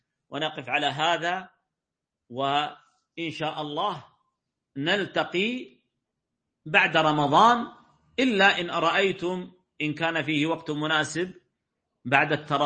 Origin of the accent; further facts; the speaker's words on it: Saudi Arabia; قبيلة عندنا في السعودية، لكن ما أعرفه